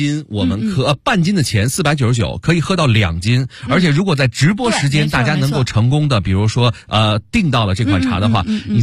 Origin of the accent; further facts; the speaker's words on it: Beijing, China; 这个我北京人代表我们北京的这个朋友们